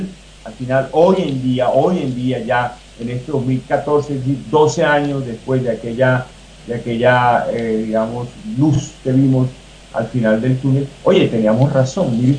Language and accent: Spanish; Colombia; born there; siendo nosotros colombianos, nacidos en Colombia, en territorio colombiano